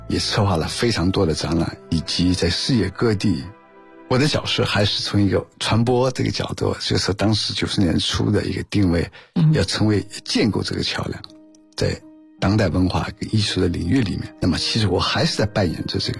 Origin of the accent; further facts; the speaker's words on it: China; 因为我是江浙人